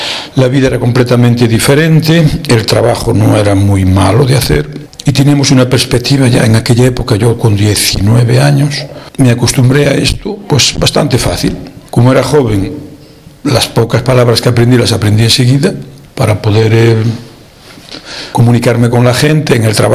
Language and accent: Spanish; Galicia, Spain; now in Netherlands; yo soy de Orense, de un pueblecito de cerquita de Orense, hacíamos la vida mucho en la capital. Trabajaba en la capital, trabajaba en Orense mismo